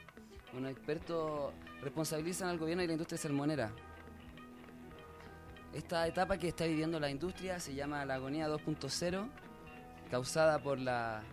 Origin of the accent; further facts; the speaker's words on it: south, Chile; now in Mexico; chileno, vengo del sur, acá he vivido un tiempo en México